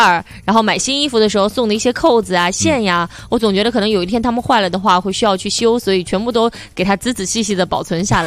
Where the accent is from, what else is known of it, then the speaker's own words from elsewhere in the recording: Shaanxi, China; 我还记得是开幕的时候，你在做早上快跑的时候跟我学了这两句陕西话啊